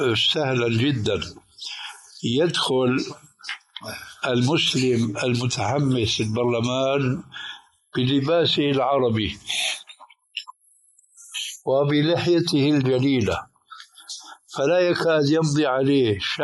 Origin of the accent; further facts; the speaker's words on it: Syria; وصل الأمر عندنا في سوريا